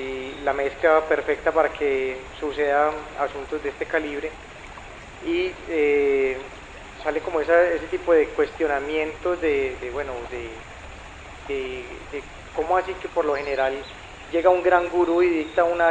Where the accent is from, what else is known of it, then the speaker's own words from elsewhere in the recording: Medellín, Antioquia, Colombia; Por estos días, bueno, vengo de Medellín.